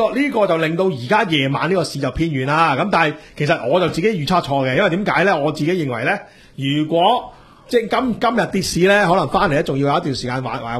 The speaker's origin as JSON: {"language": "Cantonese", "country": "Hong Kong", "said": "呢个地下渠道就啱我哋香港人啦，我哋中意自由啊嘛"}